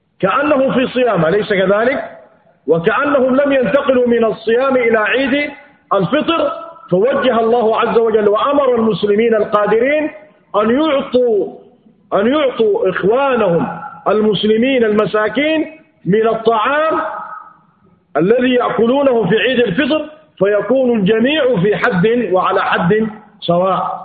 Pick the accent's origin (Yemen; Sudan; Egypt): Sudan; بالمعيار الذي يتعارف عليه أهل بلادنا السودان